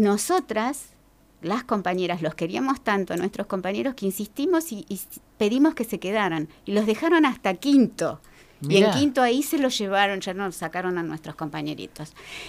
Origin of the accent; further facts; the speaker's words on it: Buenos Aires, Argentina; Yo nací en Villa Urquiza, que es un barrio bien alejado del centro de lo que era Capital Federal en aquel entonces, le decimos CABA, en un barrio bien barrio. Uh-huh. Vivíamos en una casa grande, tipo chorizo, con otras familias.